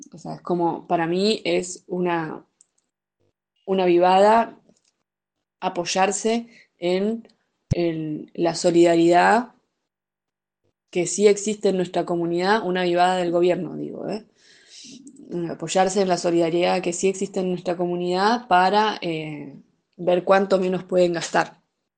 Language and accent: Spanish; Chubut, Argentina; el sector de la Rinconada, que es donde yo nací y me crié